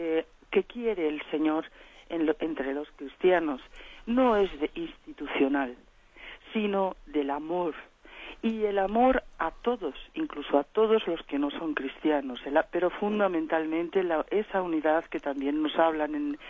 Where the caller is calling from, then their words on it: Valladolid, Castile and León, Spain; de Valladolid.